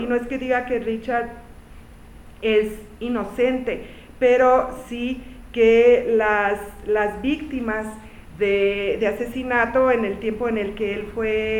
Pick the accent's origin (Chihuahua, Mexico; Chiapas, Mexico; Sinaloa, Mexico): Chihuahua, Mexico; Ciudad Juárez; also born or lived in El Paso; Cuando yo crecí en Ciudad Juárez y en El Paso